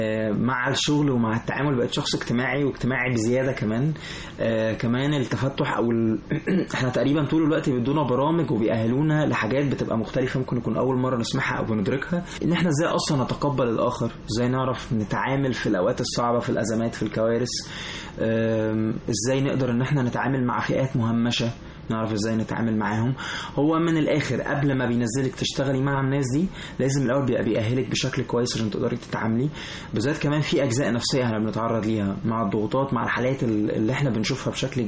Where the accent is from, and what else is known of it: Egypt